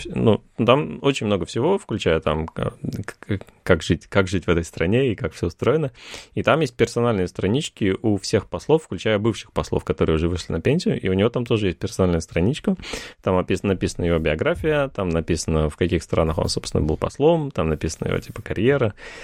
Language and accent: Russian; Russia; он знал, что я из России